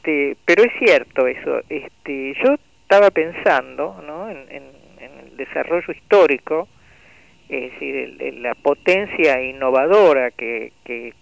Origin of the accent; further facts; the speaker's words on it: Tucumán, Argentina; cómo crecimos en Tucumán, ¿no?, en el medio de una crisis tremenda, en el año 66